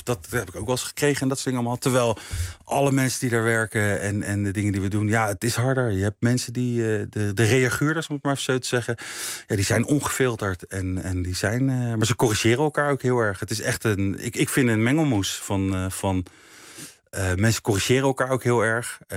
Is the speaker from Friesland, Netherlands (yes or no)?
no; The Hague, South Holland, Netherlands; Ik ben opgegroeid in Laakkwartier in Den Haag. Een volkse wijk.